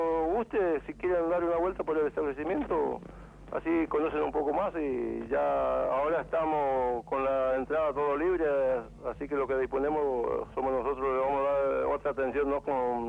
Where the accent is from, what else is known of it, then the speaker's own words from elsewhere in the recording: Corrientes, Argentina; now in Buenos Aires, Argentina; Yo soy de la provincia de Corrientes.